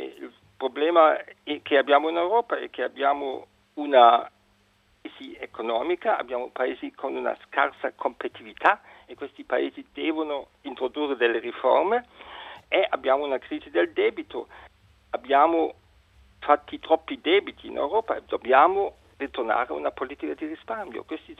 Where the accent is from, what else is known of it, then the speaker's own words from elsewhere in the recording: Rome, Lazio, Italy; Italian is a second language; now in Germany; che sono cresciuto a Roma, cioè sono anche un po' italiano, anche se adesso sono membro del partito del Parlamento tedesco